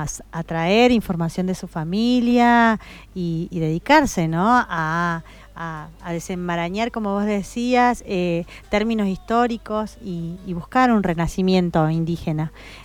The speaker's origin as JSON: {"language": "Spanish", "region": "Jujuy", "country": "Argentina", "said": "Más allá de que yo soy jujeña y demás, siento que esta tierra también es parte mía"}